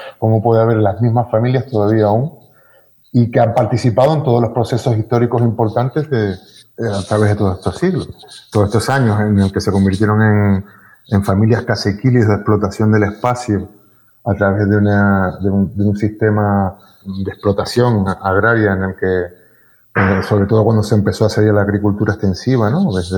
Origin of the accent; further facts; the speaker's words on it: Valle San Lorenzo, Canary Islands, Spain; recuerdo en el sur, en la zona que donde nos criamos fue en Valle San Lorenzo.